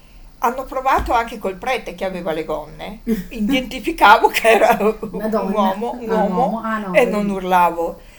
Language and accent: Italian; Valdagno, Veneto, Italy; born there; quando sono nata stavo a Valdagno, in questa casa dove i miei abitavano